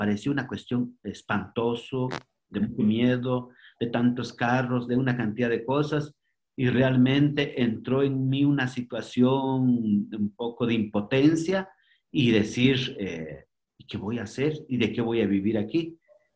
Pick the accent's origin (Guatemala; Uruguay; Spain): Guatemala; first language K'iche'; Spanish is a second language; yo nací en el campo, hablo quiché, es mi primer idioma. Entonces, yo aprendí el castellano ya muy grande, ¿verdad? Ya tenía más o menos 18, 20 años cuando empecé a aprender un poco más el idioma castellano